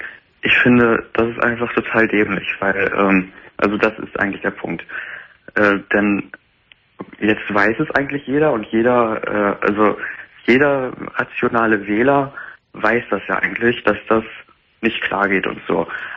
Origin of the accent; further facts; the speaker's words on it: Lower Saxony, Germany; Ich bin jetzt niemand aus Heidenau. Ich komme aus Niedersachsen.